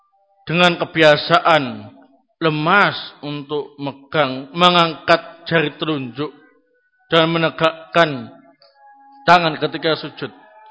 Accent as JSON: {"language": "Indonesian", "region": "East Java", "country": "Indonesia", "said": "Saya orang Jawa Timuran, ngomongnya apa adanya saja, ya."}